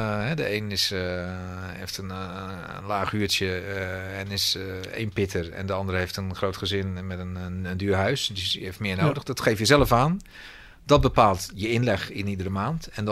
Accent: Schiedam, South Holland, Netherlands; Ik ben zelf Schiedammer.

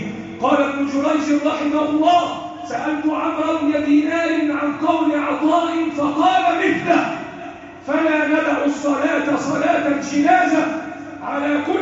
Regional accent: Egypt; اللهم احفظ بلدنا مصر وسائر بلاد المسلمين.

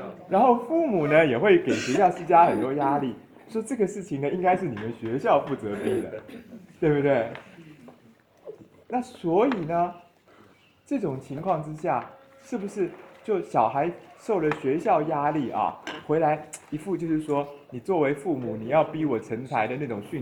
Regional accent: Taiwan; 我们台湾这边的状况是说这样的，

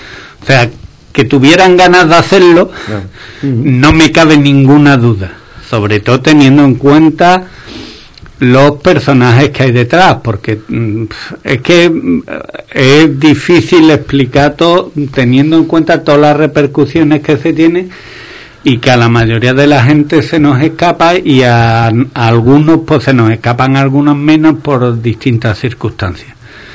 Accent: Spain; por ahí fuera tenéis un despiporre sobre el show que somos los españoles, vamos

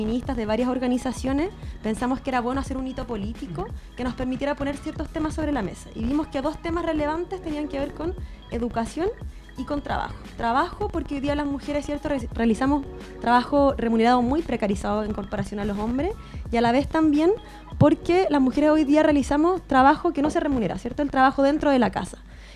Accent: La Florida, Santiago Metropolitan Region, Chile; soy floridana también.

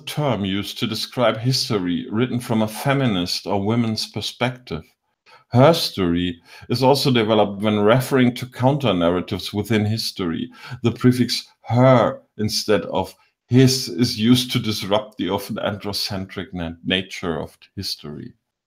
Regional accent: Biedenkopf, Hesse, Germany; Und ich komme aus Biedenkopf in Hessen.

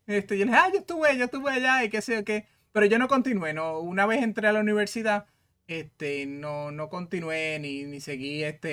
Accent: Puerto Rico; el tenis no era un deporte que se practicaba mucho en Puerto Rico, pero yo soy del pueblo de Atillo

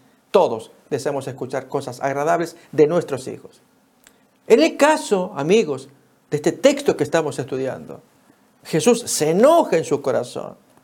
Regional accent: Argentina; En mi país, Argentina, se llama tatetí.

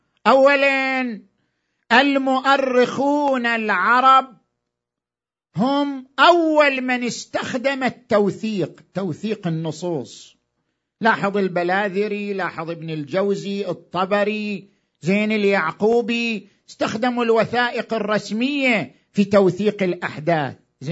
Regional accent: Iraq; إحنا كمجتمع عراقي وعندنا تاريخ

